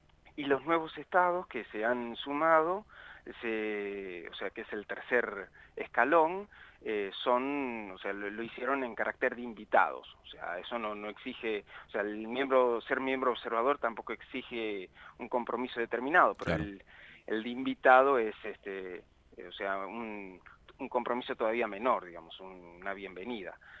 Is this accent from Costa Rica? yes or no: no; Argentina; La participación adentro de la comisión de auditoría, somos tres los argentinos.